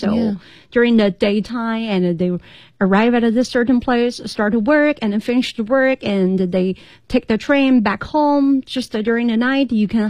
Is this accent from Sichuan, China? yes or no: yes; Chengdu, Sichuan, China; I mentioned from Chengdu, my hometown, to Beijing.